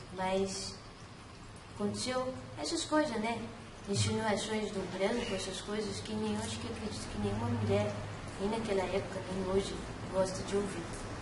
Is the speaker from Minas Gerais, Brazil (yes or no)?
yes; Minas Gerais, Brazil; born there; Mas era ali em Minas, né? A gente era tudo mineiro. Eu nasci também em Minas. Meus pais não, mas eu nasci em Minas.